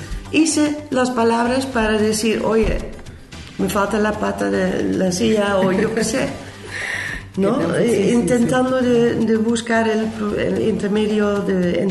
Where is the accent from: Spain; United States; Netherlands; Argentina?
Netherlands; Spanish is a second language; Yo hablo inglés, yo hablo español, pero como holandesa voy aprendiendo de dos partes también